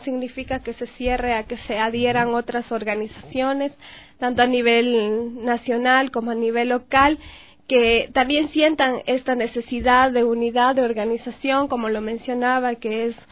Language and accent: Spanish; Espíndola, Loja, Ecuador; now in Quito, Ecuador; yo soy oriunda del cantón Espíndola, que no muchos conocen aquí en Quito, que siempre les menciono de mi cantón es y dónde queda. Es un cantón fronterizo de la provincia de Loja. A muy temprana edad salí de mi cantón